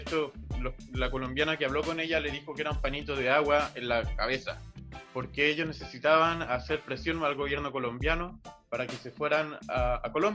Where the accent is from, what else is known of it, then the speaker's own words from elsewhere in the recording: Peñalolén, Santiago Metropolitan Region, Chile; mi familia siempre fue del centro. Y ya mi viejito cuando tuvieron a mi primer hermano, se fueron a la comuna de Peñalolén, ahí cerca de Lormida.